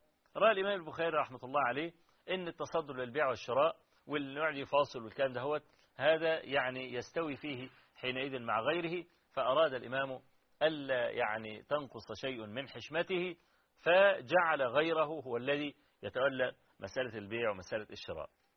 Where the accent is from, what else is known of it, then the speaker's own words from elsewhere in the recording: Kafr El Sheikh, Kafr El Sheikh Governorate, Egypt; عندنا في كفر الشيخ يعني